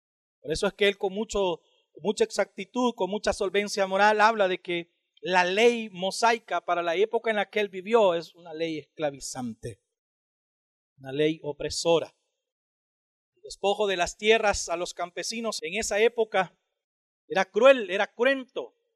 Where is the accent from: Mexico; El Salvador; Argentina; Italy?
El Salvador; Que si yo puedo ser gringo y alemán y ruso al mismo tiempo siendo salvadoreño, eso me permite incurrir en la predicación del evangelio en ese tipo de naciones.